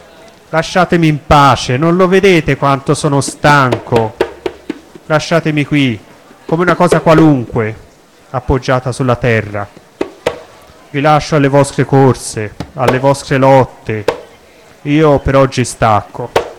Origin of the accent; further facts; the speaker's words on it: Florence, Tuscany, Italy; io sono nato qui a Firenze, sono qui fiorentino, però mi sento cosmopolita, cittadino del mondo.